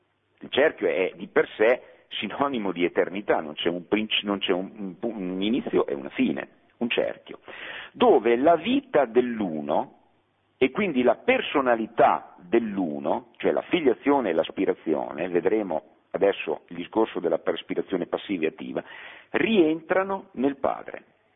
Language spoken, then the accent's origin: Italian; Bologna, Emilia-Romagna, Italy; anche se sono bolognese doc, però io amo Napoli